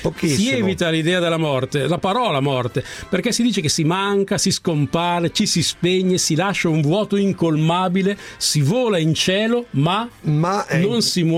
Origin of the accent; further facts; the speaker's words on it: Salò, Lombardy, Italy; Io sono di Salò, Lago di Garda.